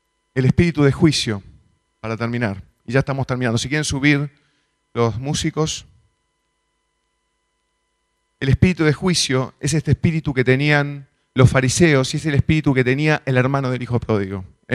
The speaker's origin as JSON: {"language": "Spanish", "region": "Montevideo", "country": "Uruguay", "tie": "born or raised there", "said": "iba caminando por Positos en Montevideo, de donde yo soy"}